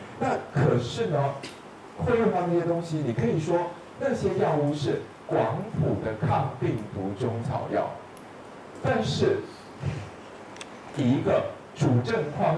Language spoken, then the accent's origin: Chinese; Taiwan; 尤其我们台湾人